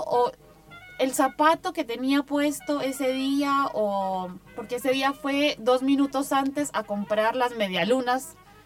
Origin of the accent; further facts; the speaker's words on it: Colombia; yo lo digo por lo que soy colombiana